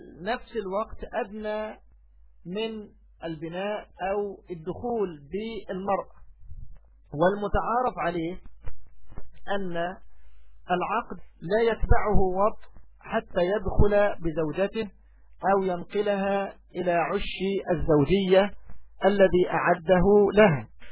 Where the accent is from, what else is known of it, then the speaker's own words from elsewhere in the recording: Egypt; هذا أمر لا يستنكر سيما عندنا في مصر مثلا